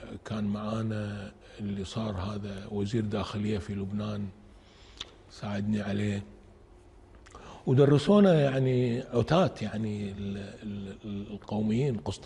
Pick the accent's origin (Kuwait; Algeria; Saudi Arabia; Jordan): Kuwait; قررت انه اترك دراسة الطب واروح ارجع الى ديرتي الكويت واقرأ